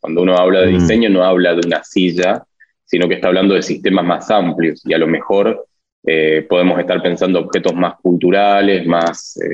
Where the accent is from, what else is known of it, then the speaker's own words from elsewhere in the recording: Mendoza, Argentina; Como yo vengo de Mendoza y además me interesa el diseño y diferentes territorios